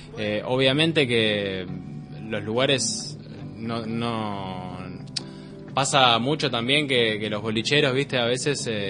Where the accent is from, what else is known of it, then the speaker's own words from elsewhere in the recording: Uruguay; Yo soy de Uruguay.